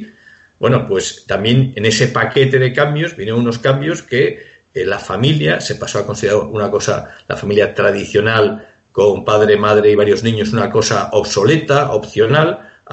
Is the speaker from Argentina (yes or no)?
no; Spain; yo me tengo que preocupar sobre todo si soy español de mi país.